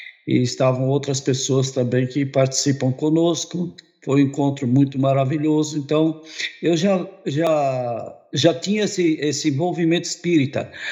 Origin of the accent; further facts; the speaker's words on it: Lavínia, São Paulo, Brazil; also born or lived in São Caetano; now in Campo Grande, Brazil; Eu morava no interior, eu nasci em São Caetano, mas morava no interior do estado de São Paulo, numa cidade chamada Lavínia. Em 1959, eu vim para Campo Grande